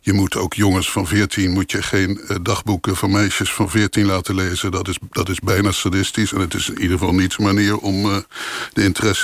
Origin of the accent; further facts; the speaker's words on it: The Hague, South Holland, Netherlands; Nou, dat ben ik ook. Ik kom ook uit Den Haag.